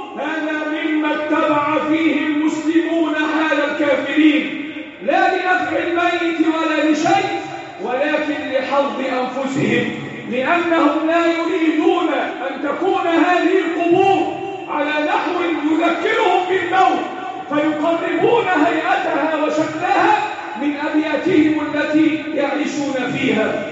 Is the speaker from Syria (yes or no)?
no; Egypt; اللهم احفظ بلدنا مصر وسائر بلاد المسلمين.